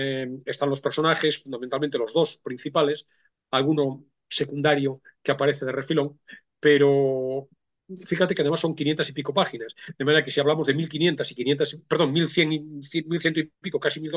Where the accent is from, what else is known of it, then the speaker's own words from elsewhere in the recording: Galicia, Spain; Sin desmerecer a Galicia, porque yo soy gallego y Galicia es muy oeste, hay que decir.